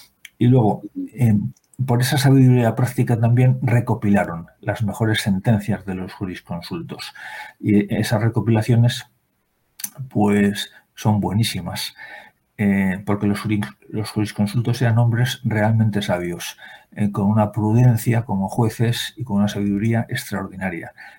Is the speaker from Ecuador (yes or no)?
no; Spain; Y esto lo digo siendo español